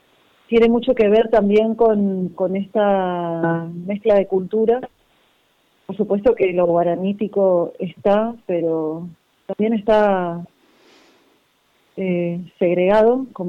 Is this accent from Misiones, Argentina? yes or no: yes; Posadas, Misiones, Argentina; also born or lived in Resistencia; yo soy nacida en Resistencia y mi familia materna es de Resistencia, pero la verdad es que nunca viví en Resistencia, simplemente nací ahí. Y bueno, viví en muchos lugares de Argentina, pero mucho más tiempo que en cualquier otro lado viví en Posadas.